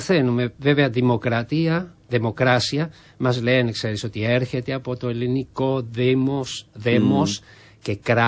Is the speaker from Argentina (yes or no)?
yes; Argentina; moved away; Λοιπόν, από τότε έφυγα από την Αργεντινή με ένα σακίδιο στο νόμο, μια κιθάρα στο χέρι.